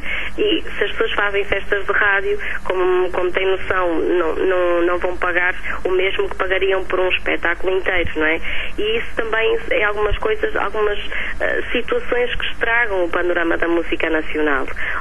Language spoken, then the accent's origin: Portuguese; Portugal; E eu sou portuguesa, por isso vou cantar em português.